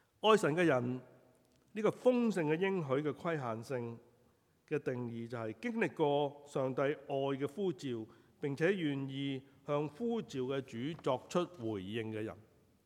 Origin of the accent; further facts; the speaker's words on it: Guangdong, China; 我哋廣東人就叫做冚棒冷係嘛？